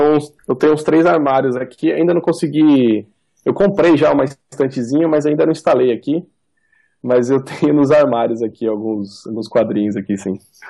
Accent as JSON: {"language": "Portuguese", "town": "Valinhos", "region": "São Paulo", "country": "Brazil", "tie": "born there", "lives_now": "Campinas, Brazil", "said": "Eu moro aqui em Valinhos, eu moro em Campinas, mas eu nasci em Valinhos"}